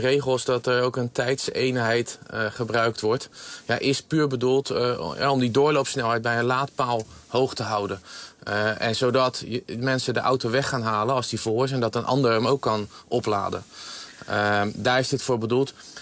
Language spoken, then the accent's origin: Dutch; Netherlands; En daar zijn we als Nederlanders niet aan gewend.